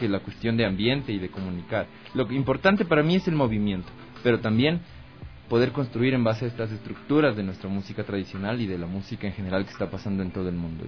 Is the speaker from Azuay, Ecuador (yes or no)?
no; Tulcán, Carchi, Ecuador; now in Quito, Ecuador; yo soy de Tulcán, llegué acá a Quito a estudiar